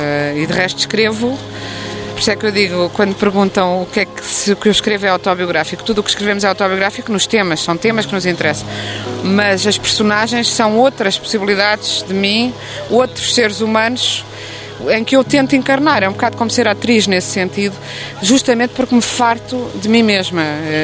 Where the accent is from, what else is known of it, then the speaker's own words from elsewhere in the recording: Tomar, Centro, Portugal; also born or lived in Coimbra; Eu agora digo que nasci em Tomar desde que a minha avó morreu, ao menos para lhe fazer essa homenagem. Eu nasci em Coimbra, porque não havia maternidade em Tomar.